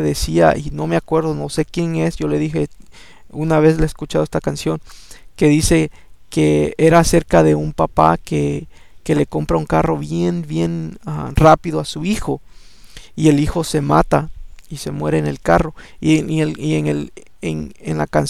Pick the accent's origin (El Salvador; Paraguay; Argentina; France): El Salvador; yo soy salvadoreño y a mí nunca me ha gustado esta música